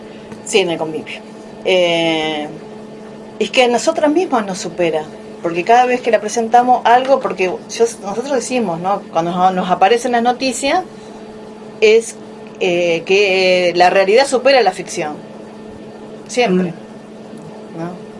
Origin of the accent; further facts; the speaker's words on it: Buenos Aires, Argentina; Yo que vengo de Buenos Aires, uno está acostumbrado a ver obras de larga duración